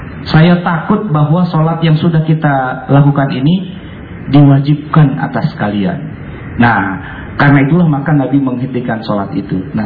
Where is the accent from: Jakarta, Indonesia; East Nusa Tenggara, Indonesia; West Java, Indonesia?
Jakarta, Indonesia; kalau saya nih orang Betawi